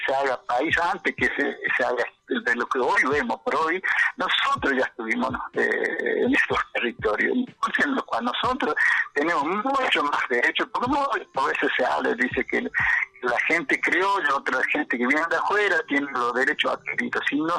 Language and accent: Spanish; Argentina; Y así podemos entendernos, podemos como ciudadanos argentinos